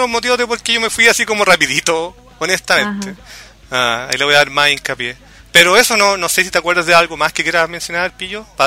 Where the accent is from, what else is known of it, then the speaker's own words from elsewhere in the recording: Chile; Puede que suene así como, oye, soy chileno, lol.